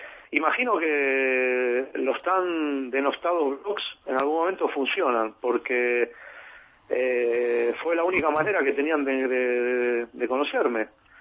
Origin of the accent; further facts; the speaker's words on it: Argentina; Es una cosa horrible, pero para mí es así, para casi todos los argentinos.